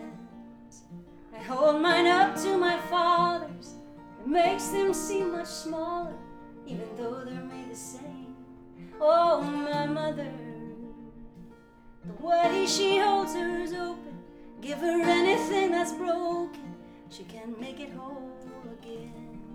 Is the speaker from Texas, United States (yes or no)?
yes; Lubbock, Texas, United States; Well, so I grew up in Texas, and a little town called Lubbock, Texas. Nobody ever knows Lubbock.